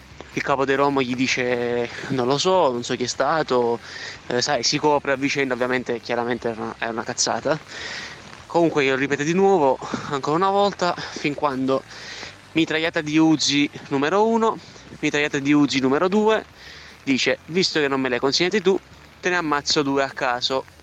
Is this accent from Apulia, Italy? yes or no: no; Naples, Campania, Italy; io sono di Napoli, diciamo che sono cresciuto per strada, ecco, e ti racconto quello che è successo una volta nel mio quartiere.